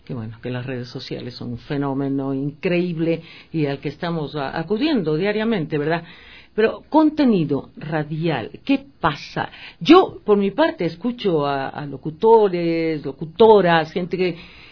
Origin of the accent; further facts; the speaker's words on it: Manabí, Ecuador; ahorita vengo de Manabí, de mi tierra querida